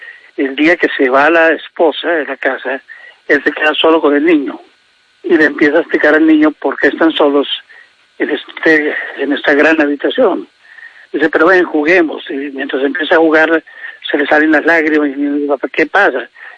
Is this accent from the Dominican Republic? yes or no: no; Bogotá, Colombia; also born or lived in Mesitas del Colegio; donde mis papás vivieron, donde nacimos los primeros 5 hijos. Solo que al nacer yo, a los poquitos meses de nacer, la familia se vino para Bogotá.